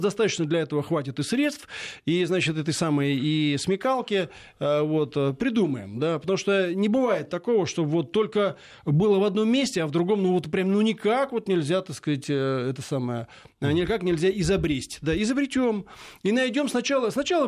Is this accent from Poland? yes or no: yes; Poland; Russian is a second language; я из Польши, как бы, да и вообще мы западные, мы есть западные человеки